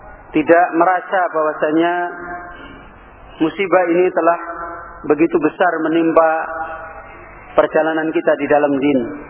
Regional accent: Semarang, Central Java, Indonesia; kampung saya itu di Semarang. Kalau antum mungkin pernah namanya Desa Tambak Lorok. Pernah dengar mungkin. Itu di Semarang itu pusatnya preman.

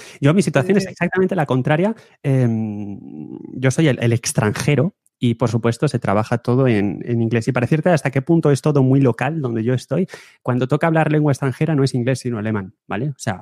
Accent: Spain; accent: Spanish; cosa que yo tengo mi gran acento español, pero en fin, no hay ningún problema, la gente te entiende y no te mira raro.

